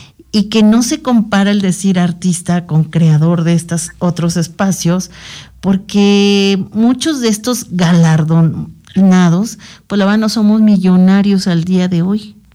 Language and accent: Spanish; Mexico; otra formación que nos genere identidad, como en este caso como mexicanos.